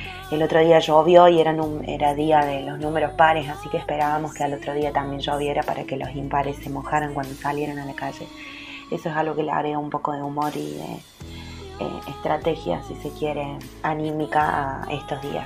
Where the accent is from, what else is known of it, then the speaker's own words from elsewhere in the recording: San Luis, Argentina; de San Luis, vivo en Juanacoslay, en una ciudad que está a unos kilómetros de San Luis Capital.